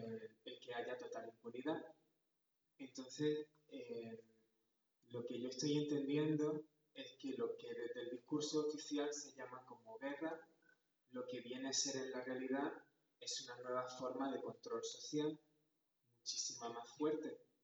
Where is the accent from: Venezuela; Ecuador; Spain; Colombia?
Spain; Andalusia; moved away as an adult; now in Xalapa, Mexico; vengo de Andalucía, en el sur de España, aunque desde hace unos meses radico en Jalapa, en el estado de Veracruz